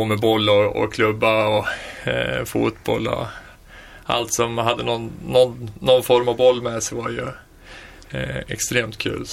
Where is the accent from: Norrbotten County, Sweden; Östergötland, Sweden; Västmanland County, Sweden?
Västmanland County, Sweden; Västerås; Jag fyller 44 sista maj här. Född och uppvuxen i Västerås.